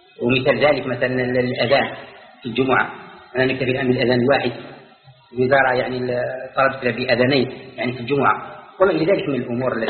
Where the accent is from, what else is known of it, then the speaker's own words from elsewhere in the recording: Algeria; احنا امر يتعلق بالائمه عندنا في الجزائر